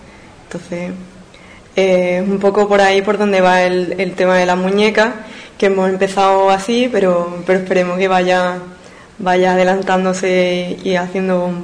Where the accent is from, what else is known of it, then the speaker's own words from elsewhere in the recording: Ubrique, Andalusia, Spain; soy de Ubrique y bueno, pues después de una larga estancia de estudio relacionado con el diseño, la moda, la piel